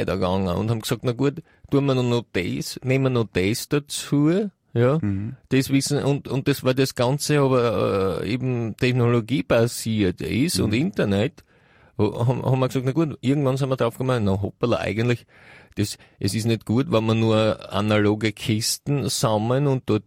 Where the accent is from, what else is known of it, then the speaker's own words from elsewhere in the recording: United States; now in Austria; ich komme ja aus Amerika, nicht? Ich habe ja da wirklich einen größeren Blick.